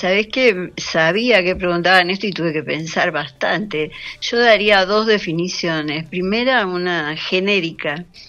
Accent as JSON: {"language": "Spanish", "region": "Buenos Aires", "country": "Argentina", "tie": "born or raised there", "said": "yo soy re porteña, nací en lo que ahora es Palermo Hollywood, pero en ese entonces eran las inmediaciones de un mercado, el mercado de Dorrego. Ajá. Así que no era tan cool el barrio. Era mi barrio querido"}